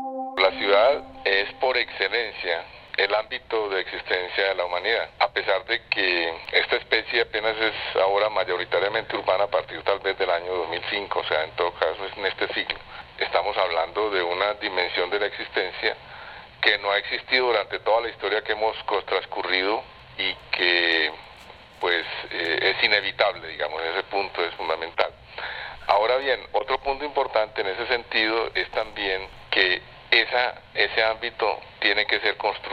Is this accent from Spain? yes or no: no; Medellín, Antioquia, Colombia; yo soy arquitecto urbanista de la Universidad Nacional de Colombia, soy de Medellín